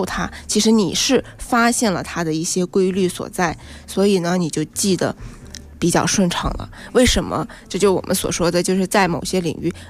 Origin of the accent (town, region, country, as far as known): China